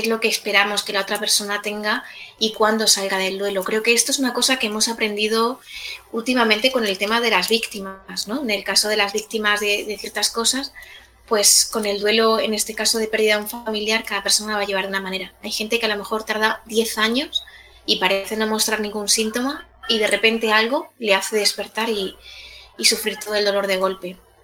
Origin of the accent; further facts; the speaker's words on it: Ballesteros de Calatrava, Castilla-La Mancha, Spain; mi pueblo, Ballesteros de Calatrava, tuvo un primer caso